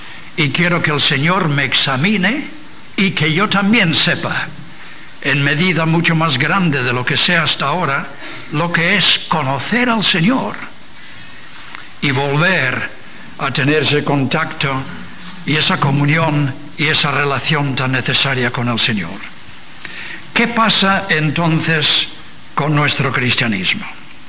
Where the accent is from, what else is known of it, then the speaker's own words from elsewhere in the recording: England, United Kingdom; Spanish is a second language; Yo, como inglés, no sé si bueno o malo, os voy a sacar un problema que tenemos en Inglaterra